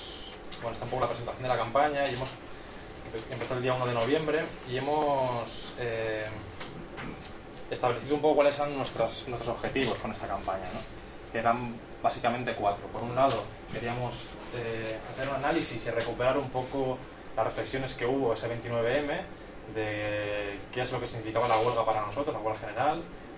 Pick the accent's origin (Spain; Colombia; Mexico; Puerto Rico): Spain; Barcelona, Catalonia; de Barcelona. Soy un de Acción Libertaria de Sants, Asamblea de Lleida, anarquista de Cataluña.